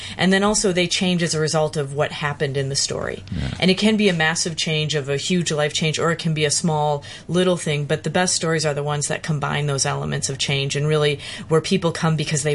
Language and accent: English; Chicago, Illinois, United States; I first encountered David Sedaris' work growing up in Chicago.